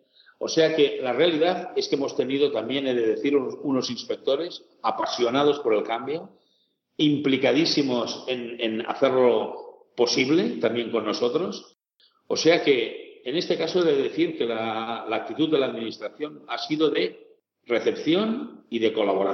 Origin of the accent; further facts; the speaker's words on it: Catalonia, Spain; yo soy catalán, pero me he casado con una navarra